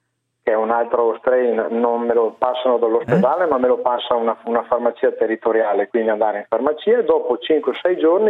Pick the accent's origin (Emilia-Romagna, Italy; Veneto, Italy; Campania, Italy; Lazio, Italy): Veneto, Italy; quindi la passa la Regione Veneto, io sono del Veneto.